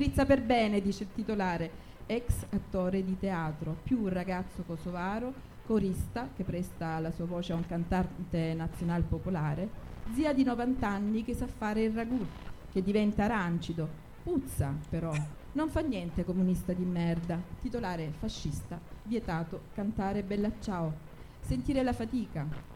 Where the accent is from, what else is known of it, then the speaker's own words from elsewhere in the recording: Lecce, Apulia, Italy; appartiene al mio sud, perché io vengo da Lecce e la poetica è proprio quella lirica.